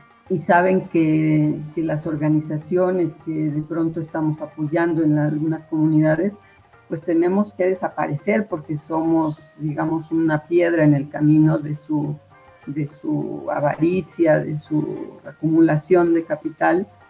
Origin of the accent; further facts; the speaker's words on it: Colima, Mexico; moved away as an adult; Yo, de hecho, soy desplazada de Colima, del estado de Colima